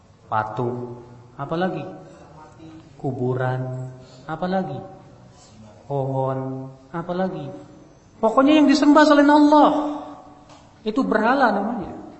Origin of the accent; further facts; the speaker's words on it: Indonesia; Kita dari Indonesia di zaman dahulu orang naik perahu ke Mekah berbulan-bulan, Pak.